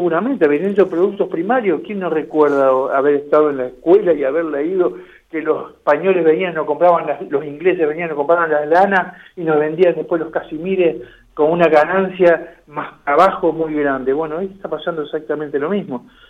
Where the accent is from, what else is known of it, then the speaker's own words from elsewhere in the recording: Uruguay; born there; Lo hablo así porque de nacimiento soy uruguayo.